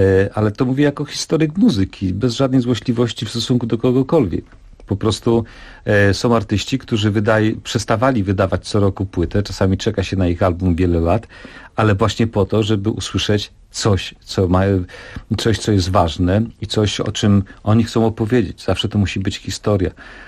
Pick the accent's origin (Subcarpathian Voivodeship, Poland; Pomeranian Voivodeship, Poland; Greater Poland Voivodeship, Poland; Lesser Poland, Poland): Subcarpathian Voivodeship, Poland; czyli z Podkarpacia, to jest mój rodzinny region